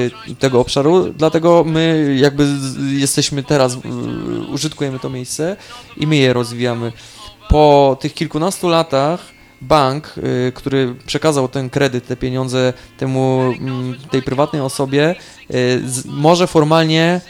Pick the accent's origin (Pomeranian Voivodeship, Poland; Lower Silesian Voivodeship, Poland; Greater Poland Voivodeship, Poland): Greater Poland Voivodeship, Poland; Poznań; z Poznania, przyjechałem wczoraj do Amsterdamu, jestem związany z rozbratem, mieszkam tam i realizuję różne projekty tam się dziejące, jestem kilka dni w odwiedzinach.